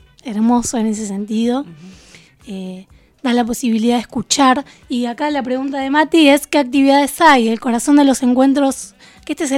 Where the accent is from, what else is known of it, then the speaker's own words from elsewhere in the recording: Trelew, Chubut, Argentina; Yo soy de Trelew, así que fue particular ver la ciudad donde crecí llena de esta marea verde